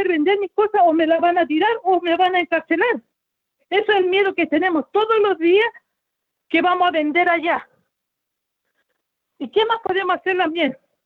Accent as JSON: {"language": "Spanish", "region": "Araucanía", "country": "Chile", "said": "Nosotras somos la identidad de la Araucanía. La Araucanía es la región más pobre que hay aquí."}